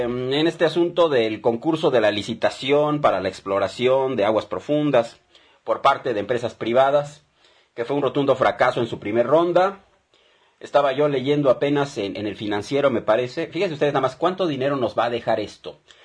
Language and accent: Spanish; Mexico; lo que estamos haciendo como mexicanos, como ciudadanos mexicanos.